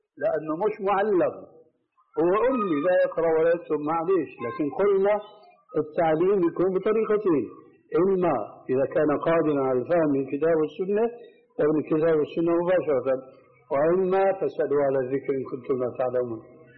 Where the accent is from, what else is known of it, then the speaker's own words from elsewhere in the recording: Syria; ونحن عندنا في الشام كانوا التلامذة المساكين مساكين يقولوا أنا حضرت الشيخ أنكشف شو في قلبي